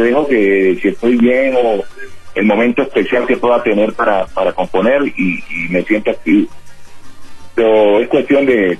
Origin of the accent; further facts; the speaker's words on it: Chocó, Colombia; En mi tierra, yo soy una tierra donde la salsa es una prioridad siempre para bailar y para las fiestas.